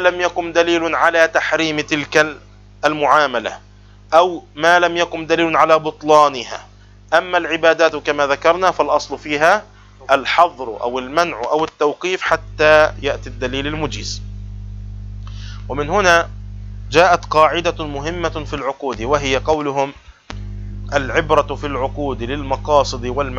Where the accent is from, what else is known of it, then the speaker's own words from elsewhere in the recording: Palestine; عندنا في بلاد الشام وفلسطين نسميها التأجير